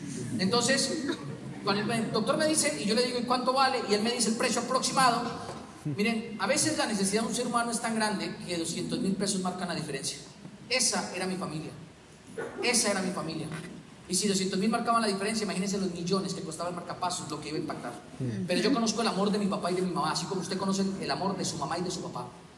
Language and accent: Spanish; Boyacá, Colombia; yo soy boyacense, pero mi mamá es cupiteña. Entonces yo crecí en una casa donde todo lo que mi mamá dice suena regaño.